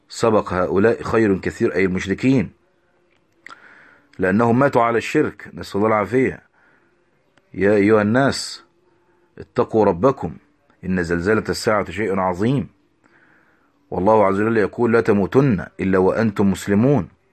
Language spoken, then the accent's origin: Arabic; Egypt; كالمقابر اللي عندنا في مصر المحروسة مثلا